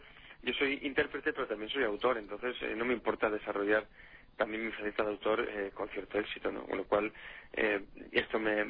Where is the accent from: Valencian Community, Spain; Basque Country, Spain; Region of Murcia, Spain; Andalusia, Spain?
Basque Country, Spain; San Sebastián; also born or lived in Venezuela; y me considero un donostiarra completa.